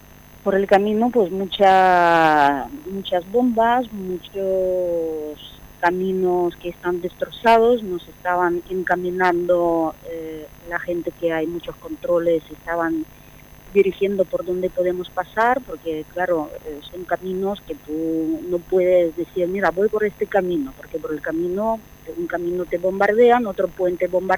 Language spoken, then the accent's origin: Spanish; Zaporizhzhia, Zaporizhzhia Oblast, Ukraine; Spanish is a second language; moved away as an adult; porque yo soy de Zaporizhia, y resulta que en un equipo de balonmano en Zaporizhia estaba un jugador español